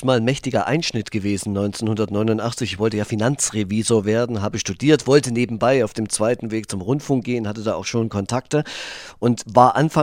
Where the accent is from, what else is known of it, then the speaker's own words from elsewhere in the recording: East Germany, Germany; und drum gilt meine Melancholie heute im Grunde ein bisschen der alten DDR natürlich nach, das ist meine Heimat, aber auch der alten BRD.